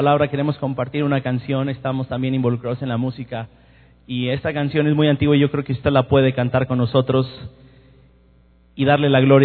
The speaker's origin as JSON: {"language": "Spanish", "region": "Puebla", "country": "Mexico", "said": "Yo soy de Puebla"}